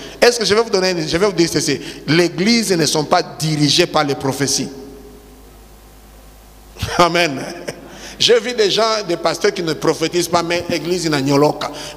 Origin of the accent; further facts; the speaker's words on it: Tanzania; ça s'est fait là chez nous en Tanzanie.